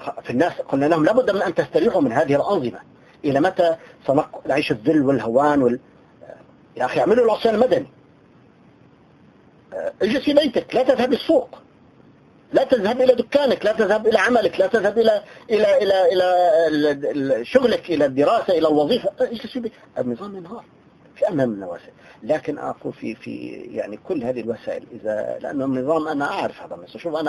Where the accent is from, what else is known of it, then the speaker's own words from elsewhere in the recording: Tartus, Tartus Governorate, Syria; أنا إنسان عشت بين القوم. يعني أنا من طرطوس